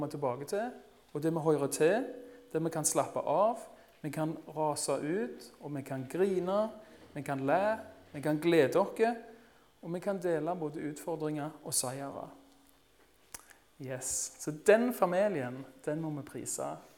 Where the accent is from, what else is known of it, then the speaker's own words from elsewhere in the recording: Rogaland, Norway; En dag så var det en kamerat som kom kjørende opp grusveien på Rogland, der jeg vokste opp.